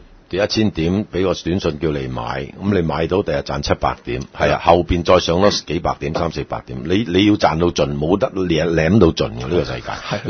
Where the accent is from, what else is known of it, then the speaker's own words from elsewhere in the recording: Hong Kong; 咁當然我哋香作為一個香港人，梗係唔希望個地產跌啦。